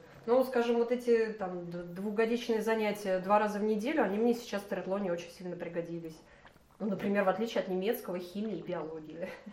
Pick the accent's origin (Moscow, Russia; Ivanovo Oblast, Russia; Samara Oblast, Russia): Moscow, Russia; Ну, я родилась в Москве, училась в школе с углубленным изучением немецкого языка.